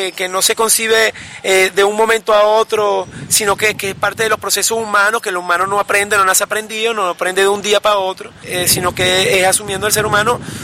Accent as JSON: {"language": "Spanish", "country": "Venezuela", "said": "No únicamente como venezolano, digamos, representado por una bandera o por un himno, por un territorio en específico."}